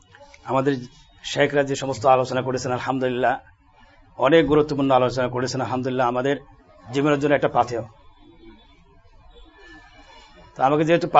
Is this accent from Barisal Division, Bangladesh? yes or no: no; Noakhali, Chittagong Division, Bangladesh; আমার দেশের বাড়ি নোয়াখালী